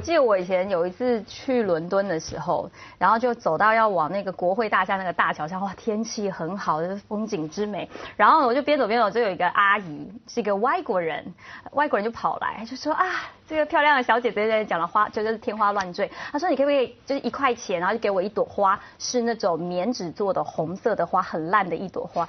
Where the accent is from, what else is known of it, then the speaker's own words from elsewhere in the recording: Ukraine; Chinese is a second language; 可是我是乌克兰来的